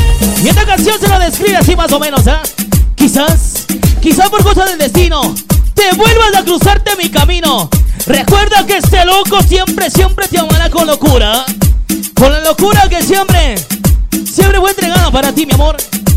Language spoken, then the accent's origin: Spanish; Ecuador; Somos de Ecuador.